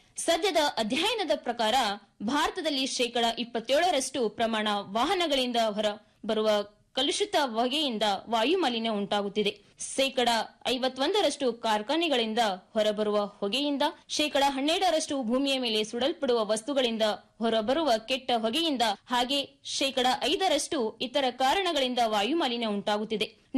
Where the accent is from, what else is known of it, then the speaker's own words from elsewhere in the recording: Karnataka, India; ನಾನು ಮೂಲತಃ ಕಲಬುರಗಿ ಜಿಲ್ಲೆಯವಳಾಗಿದ್ದು